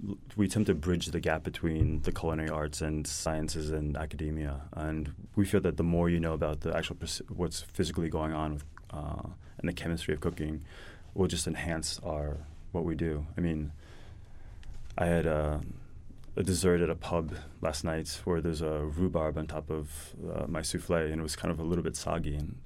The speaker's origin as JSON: {"language": "English", "region": "New York", "country": "United States", "tie": "born or raised there", "said": "Although I grew up in New York, my grandfather is Norwegian"}